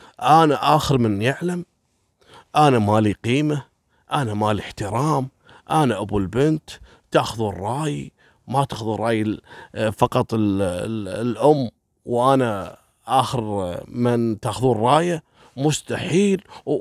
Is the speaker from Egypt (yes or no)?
no; Kuwait; الشعب الكويتي أول مرة نشوف ثلوج على الشوارع وعلى الطرق